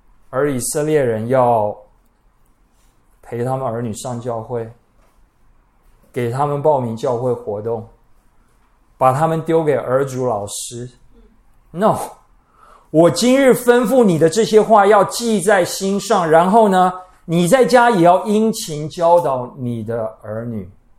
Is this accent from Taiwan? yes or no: yes; Taiwan; 我们台湾人出门不需要计划，哎，我们看情形，我们遇到事情，随机应变